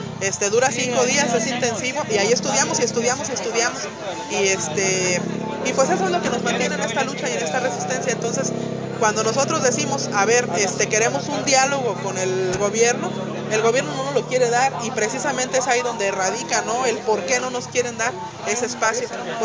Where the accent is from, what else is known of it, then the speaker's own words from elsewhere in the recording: Michoacán, Mexico; Soy de Michoacán